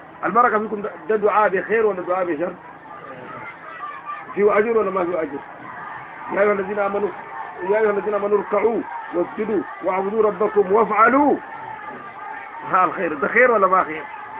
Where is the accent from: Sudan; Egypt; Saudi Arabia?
Sudan; ومن العادات الكعبة عندنا في السودان